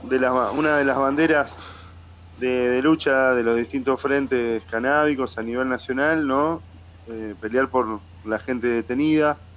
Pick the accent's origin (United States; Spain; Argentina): Argentina; La Plata, Buenos Aires Province; Bueno, yo pertenezco, soy de La Plata